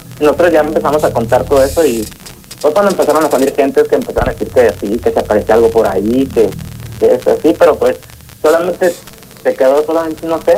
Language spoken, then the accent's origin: Spanish; San Miguel de Allende, Guanajuato, Mexico; now in Dallas, United States; yo soy de San Miguel de Allende, pero estoy un tiempo acá en Dallas